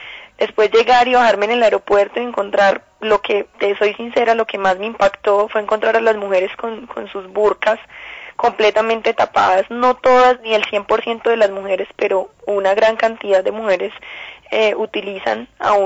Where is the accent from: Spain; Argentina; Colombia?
Colombia; es un mundo completamente nuevo para uno como colombiana